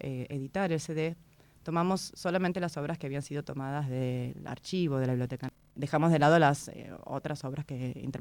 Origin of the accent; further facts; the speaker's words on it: Haedo, Buenos Aires Province, Argentina; Soy de Aedo, nací en Aedo, vivo en Aedo, trabajo en el Conservatorio Morón, y Castelar es un lugar para mí muy querido porque como fui al colegio en Morón, muchos de mis amigos son o eran de Castelar.